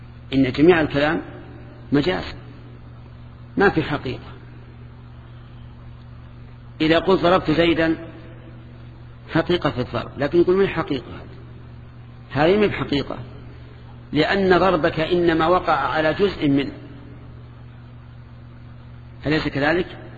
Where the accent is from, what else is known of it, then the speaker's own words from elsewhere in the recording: Najd, Saudi Arabia; أما عندنا في نجد فالشات هي الأنثى من الظأن